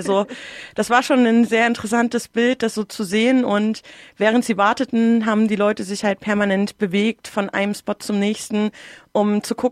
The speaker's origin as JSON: {"language": "German", "region": "Berlin", "country": "Germany", "said": "ich komme aus Ost-Berlin, meine Pronomen sind sie, ihr."}